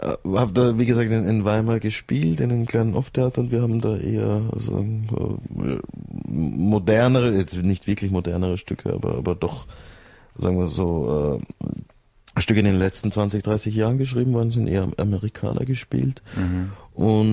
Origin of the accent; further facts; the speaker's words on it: Vienna, Austria; du bist doch Österreicher, nicht? Ich komme eigentlich aus Wien.